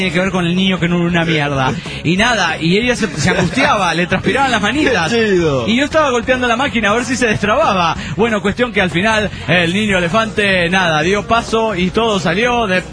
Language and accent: Spanish; San Luis, Argentina; de San Luis, República Argentina.